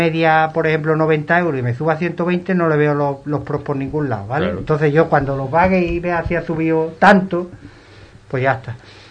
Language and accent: Spanish; Ubrique, Andalusia, Spain; Aquí hay poca gente que diga, yo me quedo en mi casa y no voy a trabajar, ¿eh? Somos un pueblo de currantes auténticos.